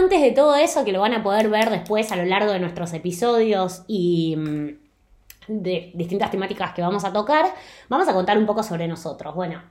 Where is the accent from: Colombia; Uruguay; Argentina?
Argentina; moved away as an adult; now in Spain; los dos somos de Argentina, y al vivir en Argentina, quizá era un poco más difícil la comunicación con el resto del mundo.